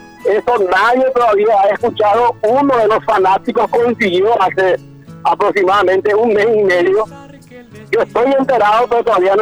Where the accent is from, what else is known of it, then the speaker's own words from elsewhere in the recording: Paraguay; nosotros como paraguayos